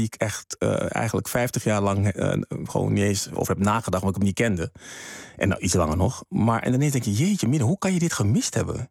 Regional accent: Suriname; born there; En dat is het land waar ik geboren ben.

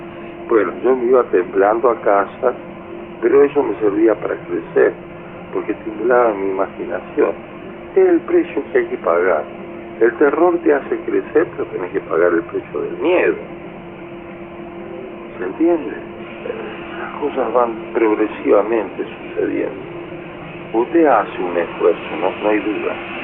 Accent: Camilo Aldao, Córdoba, Argentina; se reunían unas viejitas, ahí en Camilo Aldao, mi pueblo, en la provincia de Córdoba

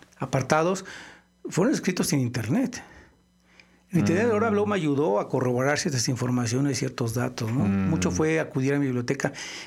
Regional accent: Morelia, Michoacán, Mexico; also born or lived in Mexico City; now in Guadalajara, Mexico; Sí, aunque soy de Morelia, moreliano. Viví bastantes años en el DF y después ya radico desde los 79 más o menos en Guadalajara.

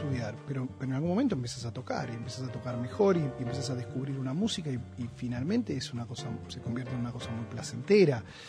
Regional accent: Haedo, Buenos Aires Province, Argentina; Yo vivía en Aedo. Yo nací en Aedo, en la provincia de Buenos Aires

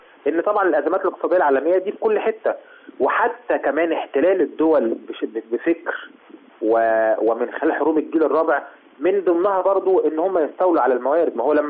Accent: Egypt; يعني هل إحنا كمصريين نتوقع يعني

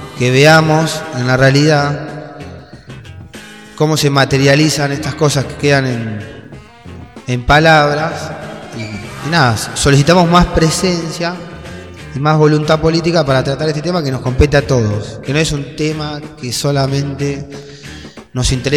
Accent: Argentina; porque yo me considero argentino también

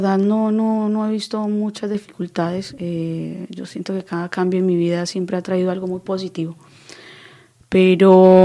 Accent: Colombia; Yo entiendo que de pronto no podemos ir a Colombia porque realmente pues si yo amo mi vida

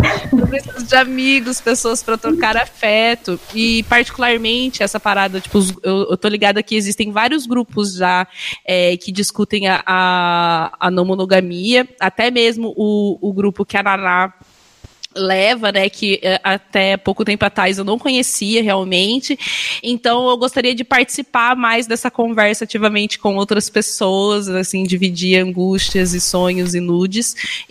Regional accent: Londrina, Paraná, Brazil; E queria pedir pro povo que, assim, eu sou de Londrina, no Paraná.

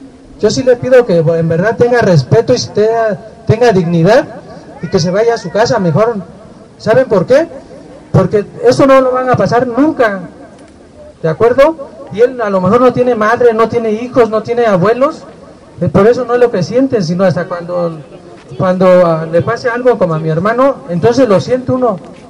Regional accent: Nochixtlán, Oaxaca, Mexico; Yo también soy de Nochislán, de Zahuatlán, pero estoy cerca, a 7 kilómetros. Entonces yo conozco a todos.

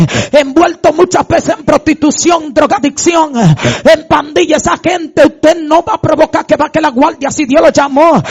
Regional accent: Madre Vieja, San Cristóbal, Dominican Republic; en una actividad en mi pueblo, en el cruce de Madre Vieja

